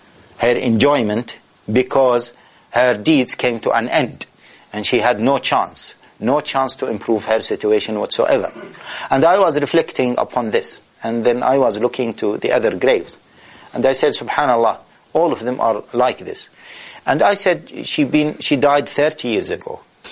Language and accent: English; Taif, Makkah Province, Saudi Arabia; I was in Taif, my hometown. I was born in Taif.